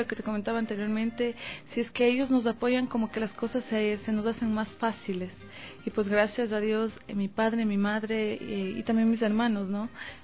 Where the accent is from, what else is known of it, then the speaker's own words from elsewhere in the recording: Quito, Pichincha, Ecuador; es una hermosa ecuatoriana, quiteñita 100%.